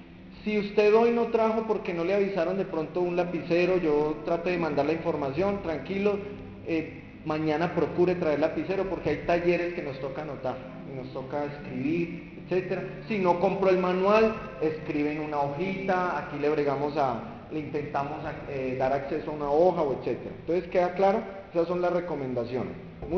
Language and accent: Spanish; Buga, Valle del Cauca, Colombia; born there; Nací en Bugavalle, en un hogar muy disfuncional.